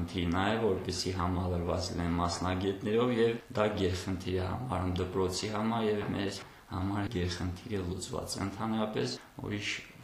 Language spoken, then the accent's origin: Armenian; Lisagor, Shusha District, Azerbaijan; also born or lived in Yeghtsahogh; Ծնվել եմ Շուշիի շրջանի Եղծարող համայնքում, բայց տեղափոխվել ենք Լիսագոր և հաստատվել ենք։